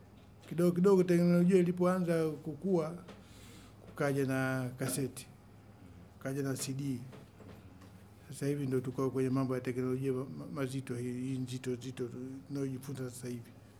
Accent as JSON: {"language": "Swahili", "town": "Masasi", "region": "Mtwara", "country": "Tanzania", "tie": "born there", "said": "ni mzaliwa wa wilaya Masasi, kwa ni Mtwara."}